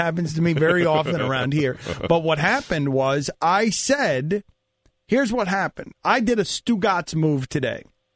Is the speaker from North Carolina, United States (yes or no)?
no; Miami, Florida, United States; I'm from Miami. They're doing a show in Miami. I've lived in Miami all my life.